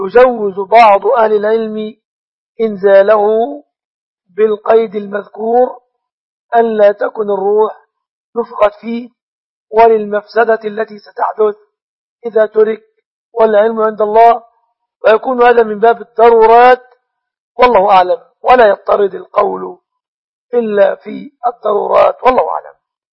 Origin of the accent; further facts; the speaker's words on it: Egypt; تقدير دية النصراني في بلادنا مصر بكم تعد من الجنيات